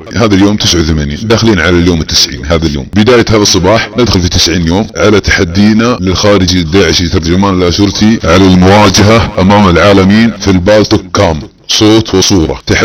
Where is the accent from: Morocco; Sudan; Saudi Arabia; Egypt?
Saudi Arabia; أنا مواطن سعودي أتحداك وبالنيابة عن شعبنا السعودي، أنا أحد جنود هذا الوطن وأحد جنود هذا البلد وأحد جنود أبو فهد، إنسان سعودي، مواطن سعودي مثل أي مواطن في السعودية